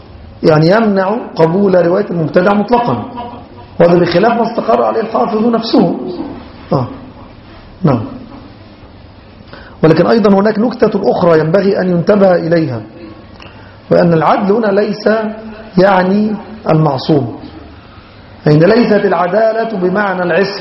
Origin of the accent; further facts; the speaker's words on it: Egypt; ممن كان يعرف بالسنة في بلادنا مصر